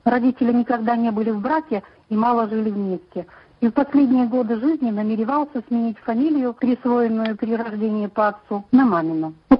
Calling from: Omsk, Omsk Oblast, Russia; я звоню из Омска.

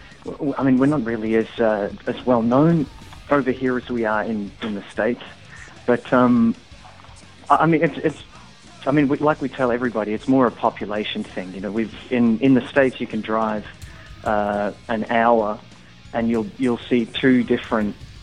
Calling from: Perth, Western Australia, Australia; I'm calling from Perth, Australia.

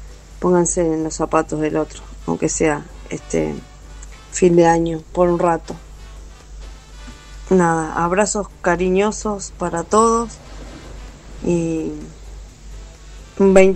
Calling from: Quilmes, Buenos Aires Province, Argentina; de Quilmes.

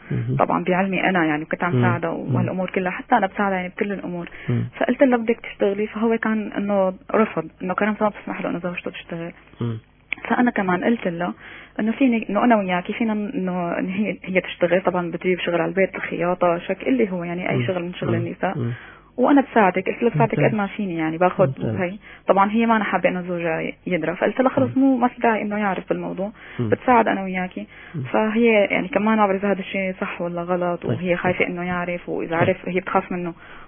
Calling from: Syria; من الشام.

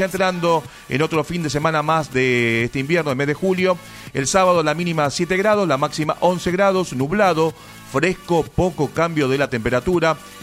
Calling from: Wilde, Buenos Aires Province, Argentina; Hola Sergio … de Wilde y estoy de vacaciones escuchándolos en familia.

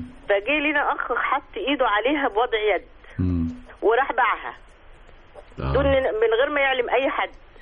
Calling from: Cairo, Cairo Governorate, Egypt; من القاهرة.

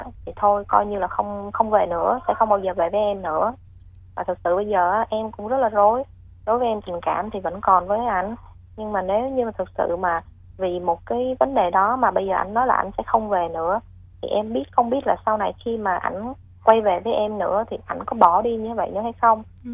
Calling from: Ho Chi Minh City, Vietnam; Dạ, em gọi tới từ quận 12 chị.

